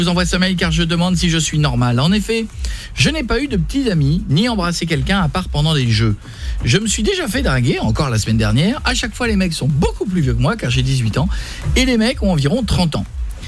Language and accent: French; Hauts-de-France, France; Je rappelle que j'ai grandi en Picardie